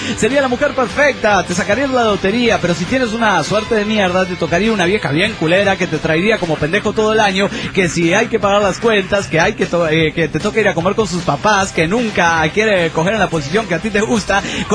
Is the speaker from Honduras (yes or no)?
no; Buenos Aires, Argentina; soy de Buenos Aires, República Argentina. Tengo 24 años